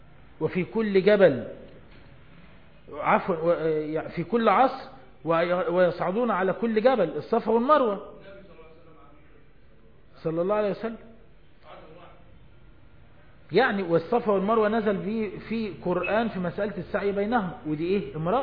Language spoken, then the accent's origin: Arabic; Egypt; زي نهر النيل كده ما ماشي عندنا في مصر